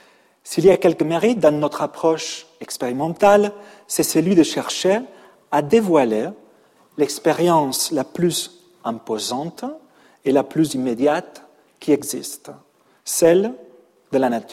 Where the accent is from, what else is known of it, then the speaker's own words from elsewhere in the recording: Catalonia, Spain; French is a second language; now in Paris, France; Je suis depuis 20 ans un Parisien, malgré mon accent, mais aussi un Catalan, un Espagnol, un Français et surtout un Européen.